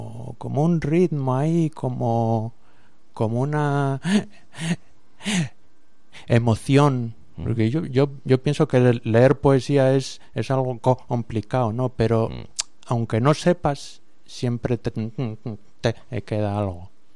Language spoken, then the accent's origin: Spanish; Asturias, Spain; allí por mi tierra, por Asturias